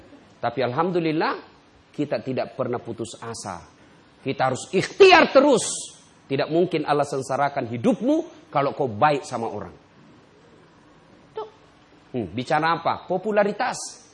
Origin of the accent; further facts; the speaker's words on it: Pinrang, South Sulawesi, Indonesia; Pertama kali saya pindah dari kampung saya di Pindrang. Pindah ke Makassar SMA.